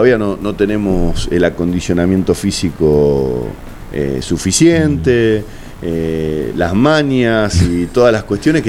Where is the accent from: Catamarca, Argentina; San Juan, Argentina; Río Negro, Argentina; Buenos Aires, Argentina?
Buenos Aires, Argentina; para mí de que vengo de Buenos Aires, empezar un partido a las 9:30, 10, ya es tarde